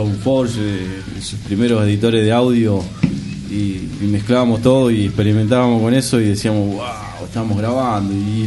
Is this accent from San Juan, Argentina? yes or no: no; José C. Paz, Buenos Aires Province, Argentina; Nosotros somos de José C. Paz.